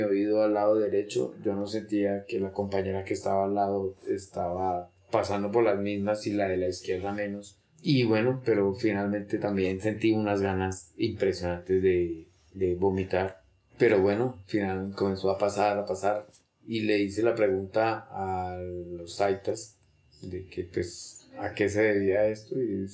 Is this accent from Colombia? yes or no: yes; Bogotá, Colombia; una de las tareas que debemos ponernos nosotros como bogotanos, tal vez como colombianos